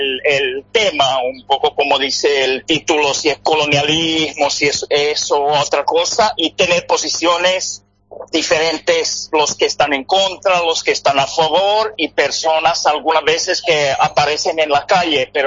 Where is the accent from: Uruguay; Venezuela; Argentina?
Uruguay; mi interés por el tema de empresas de mi tierra en Uruguay surgió antes de idea de documental